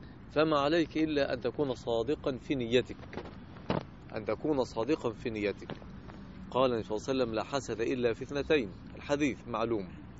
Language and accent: Arabic; Egypt; now in Jeddah, Saudi Arabia; الرجل في عز البرد عندنا في مصر، مش هنا طبعا في جدة